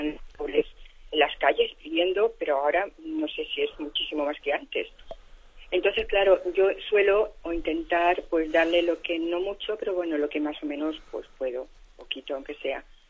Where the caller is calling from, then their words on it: Balearic Islands, Spain; de Mallorca.